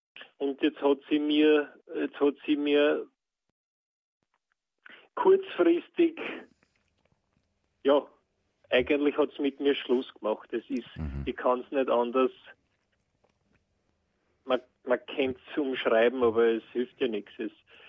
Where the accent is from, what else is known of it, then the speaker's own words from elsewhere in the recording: Geinberg, Upper Austria, Austria; ich bin aus Geinberg, aber das kennt man, kennen die wenigsten und Ried ist sozusagen das nächstgrößere.